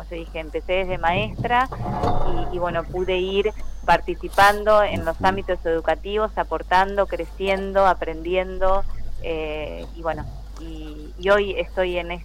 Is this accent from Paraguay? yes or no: no; General Villegas, Buenos Aires Province, Argentina; Yo soy de General Villegas, si bien ahí como me presentaste, yo empecé muy de abajo en realidad. Uh-huh. Siempre viví en General Villegas